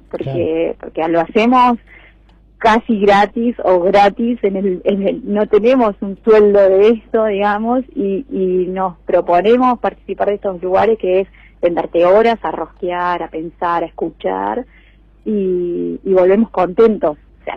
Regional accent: Santa Rosa, La Pampa, Argentina; Además me tocó ser guía turística porque yo soy de Santa Rosa

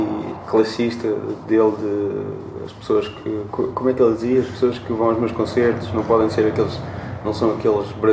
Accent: Lisbon, Portugal; Eu sou das Torres do Restelo, portanto.

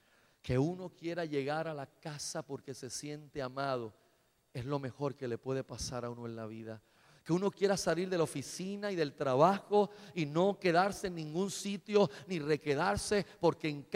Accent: Caguas, Puerto Rico; de donde yo vengo, usted a las 5 o 6 de la tarde pase un martes, un miércoles por uno de los pubs en una de nuestras avenidas de Caguas

